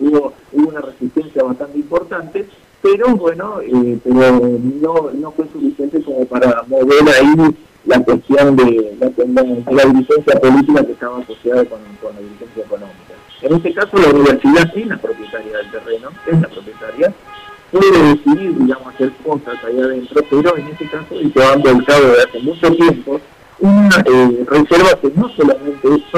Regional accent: Santa Fe, Argentina; decimos que somos santafesinos y que tenemos los ríos y demás

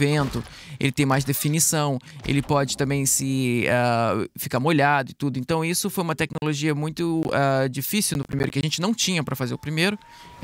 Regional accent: Brazil; now in United States; O filme foi feito aqui nos Estados Unidos, mas como eu sou brasileiro, então vamos aproveitar essa oportunidade.

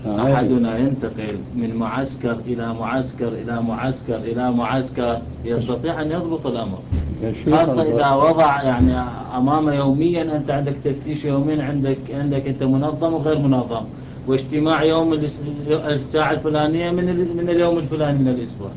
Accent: Iraq; نعم هكذا عندنا في العراق. نحن قدمنا في الجيش جميعا تقريبا

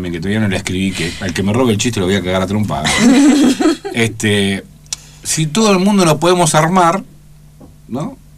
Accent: Argentina; pero ¿qué pensamos nosotros como argentinos, no?

